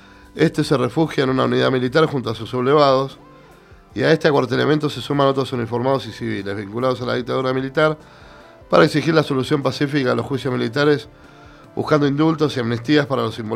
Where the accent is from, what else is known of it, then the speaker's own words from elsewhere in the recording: Buenos Aires, Argentina; yo era un pibe, como expliqué en el programa anterior, me crié cerca de Plaza de Mayo, ahí en el centro